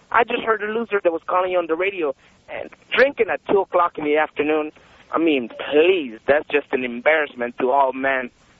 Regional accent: El Salvador; now in United States; I'm original from El Salvador

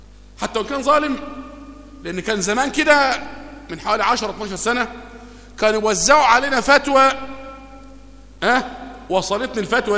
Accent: Egypt; وهو اللي روايته عندنا في مصر هنا

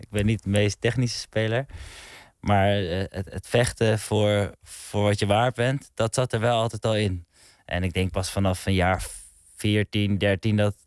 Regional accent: Heemstede, North Holland, Netherlands; also born or lived in Hoofddorp; now in Amsterdam, Netherlands; Ik ben geboren in Hoofddorp. En uiteindelijk heb ik met mijn ouders nog in Heemstede gewoond. En toen ben ik op mijn 18e op kamers gegaan in Amsterdam.

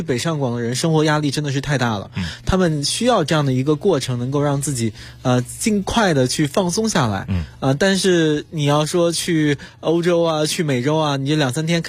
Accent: Tianjin, China; 我小时候住在天津的一个大杂院，就是十几户人家都是平房

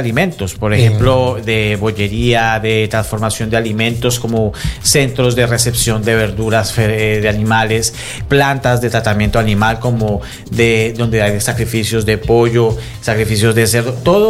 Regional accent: Colombia; Somos, como comunidad colombiana, somos en este momento el colectivo más grande en situación irregular.

